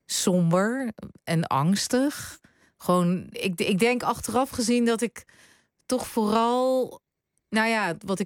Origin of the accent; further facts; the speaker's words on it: The Hague, South Holland, Netherlands; Toen ging ik in Den Haag, waar ik vandaan kom, op kamers.